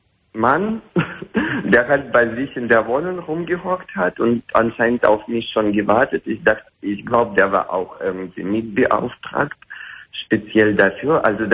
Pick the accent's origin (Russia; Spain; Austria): Russia; accent: Russian; German is a second language; Nein, ich bin nicht Franzose, ich bin Russe.